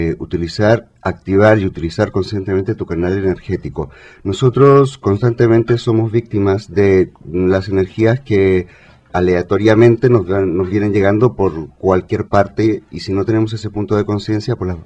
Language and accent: Spanish; Chile; moved away as an adult; now in Spain; Yo lo descubrí en Chile, soy chileno, llegué aquí a España hace, bueno, ahora chileno-español, llegué a España hace más de 9 años ya.